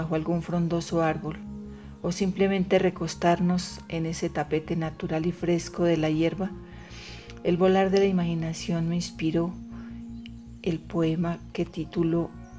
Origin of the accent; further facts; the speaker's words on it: La Calera, Cundinamarca, Colombia; soy de La Calera y hoy he venido a compartirles versos desde el encierro